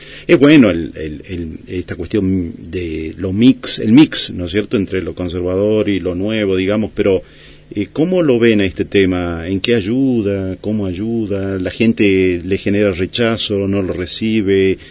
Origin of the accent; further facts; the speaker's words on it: Tucumán, Argentina; Yo soy tucumano